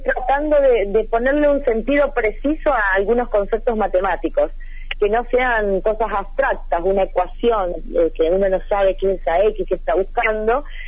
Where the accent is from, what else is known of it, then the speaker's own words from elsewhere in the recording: Ceres, Santa Fe, Argentina; now in Santa Fe, Argentina; Yo soy de Ceres, uh-huh. Es una ciudad de la provincia de Santa Fe, pero uh-huh. Estoy trabajando y viviendo en Santa Fe hace años.